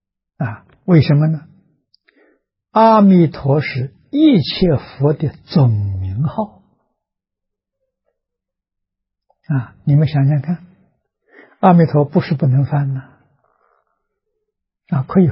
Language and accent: Chinese; China; 我们中国人编译大藏经，编译佛教丛书，宋朝时候开始的啊